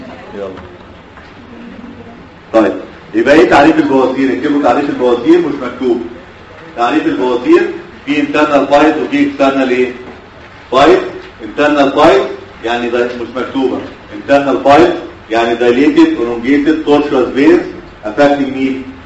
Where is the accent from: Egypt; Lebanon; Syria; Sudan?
Egypt; Cairo, Cairo Governorate; لما عندنا في القاهره احنا هايلي سبيشاليز.